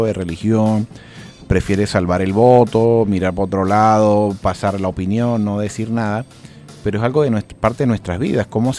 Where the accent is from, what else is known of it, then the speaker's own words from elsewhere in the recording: Andes, Venezuela; yo como foráneo de la ciudad de Caracas, yo soy de los Andes y efectivamente pues mi color de piel no refleja igual que el de acá, pero igual somos venezolanos, igual tenemos una mezcla, igual tenemos las mismas raíces